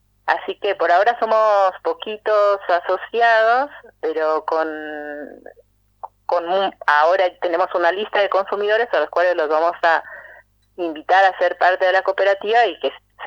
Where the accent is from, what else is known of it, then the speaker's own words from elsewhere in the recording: Mexico; now in Argentina; somos residentes argentinos, pero yo, por ejemplo, soy mexicana, ponemos esa impronta del sabor de donde venimos